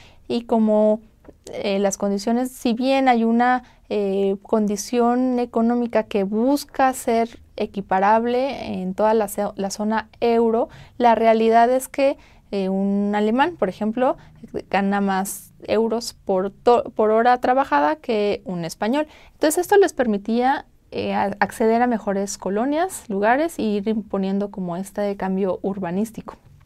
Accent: Mexico; Y pues al principio nosotros como mexicanos lo veíamos como que muy chévere, ¿no?

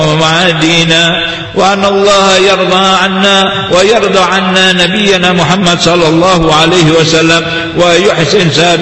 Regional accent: Indonesia; وأن الله يحفظ بلدنا هذه بلدنا إندونيسيا هذه

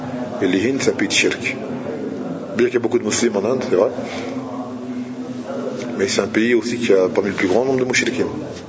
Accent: Martinique; moi je suis martiniquais

